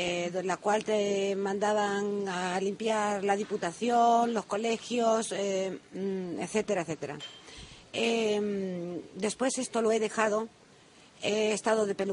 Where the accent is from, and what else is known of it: Galicia, Spain; born or raised there; also born or lived in Salamanca; now in Lanzarote, Spain